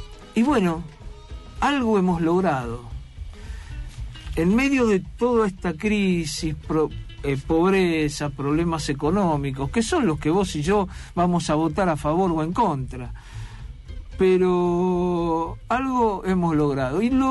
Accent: Buenos Aires, Argentina; Yo venía en esta ciclotimia que tengo como porteño

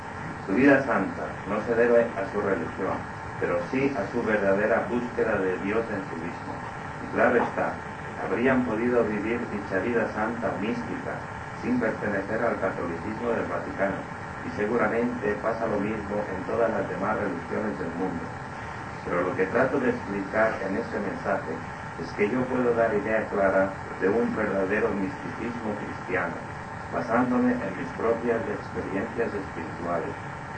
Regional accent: Inca, Balearic Islands, Spain; born there; now in Palma, Spain; Yo nací en Inca, Mallorca. Desde muy joven, resido en Palma. Tengo 75 años de edad.

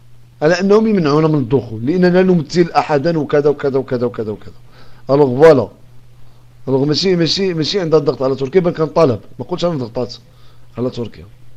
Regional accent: Morocco; من عندنا حنايا كمغاربه

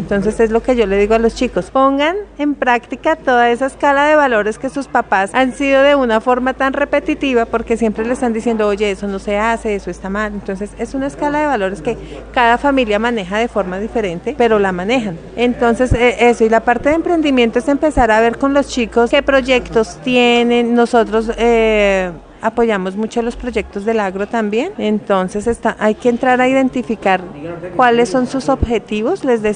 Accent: Boyacá, Colombia; now in Bogotá, Colombia; Yo soy boyacense, pues vivo en Bogotá, pero soy boyacense, y por mi región se consume mucho el maíz.

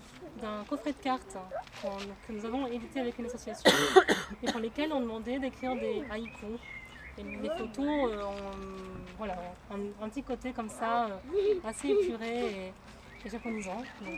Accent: Occitanie, France; Oui, donc moi, je viens de l'Aveyron, et donc je fais de la macro-photo depuis une vingtaine d'années.

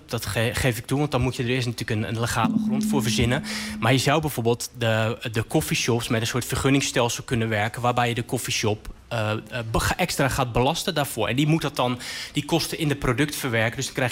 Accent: Rotterdam, South Holland, Netherlands; Ik kom zelf uit Rotterdam.

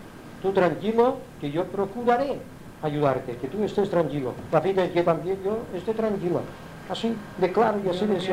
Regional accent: Palma, Balearic Islands, Spain; also born or lived in Inca; Yo nací en Inca. Me bajaron a Palma que yo tenía 2 o 3 años de edad.

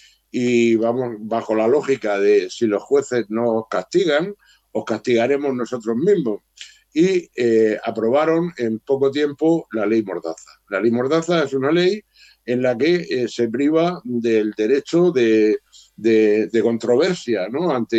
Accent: Murcia, Region of Murcia, Spain; Sabéis que yo soy de Murcia, y aquí en Murcia hemos tenido una lucha vecinal muy importante

